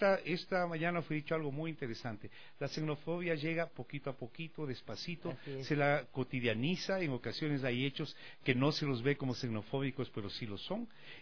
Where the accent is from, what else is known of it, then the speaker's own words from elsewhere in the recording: Alausí, Chimborazo, Ecuador; Yo vengo de Alausí, una ciudad hermosa, crecí viendo al tren pasar por delante de mi casa